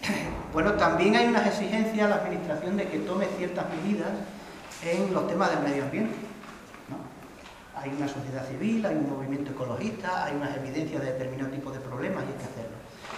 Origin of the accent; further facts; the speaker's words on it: Pallares, Extremadura, Spain; es en Pallares, en mi pueblo